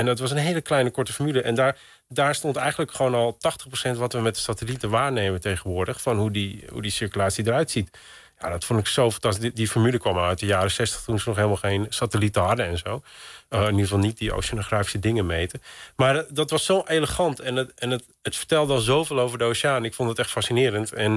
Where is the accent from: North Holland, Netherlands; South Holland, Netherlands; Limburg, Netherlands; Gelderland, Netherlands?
North Holland, Netherlands; Texel; born there; het was nooit een doel om hier terug te komen of zo op Texel. En nu woon ik in het dorp waar ik geboren ben.